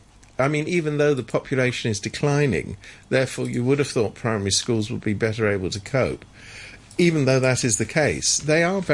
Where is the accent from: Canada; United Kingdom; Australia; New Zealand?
United Kingdom; moved away; Oh, incidentally, I'm a Brit, but I can't vote because I've been away for too long.